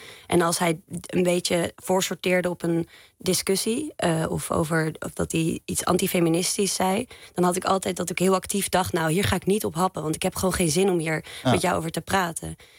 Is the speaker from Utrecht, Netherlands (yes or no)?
yes; Zeist, Utrecht, Netherlands; Ja, en we zijn beide opgegroeid in Zeist.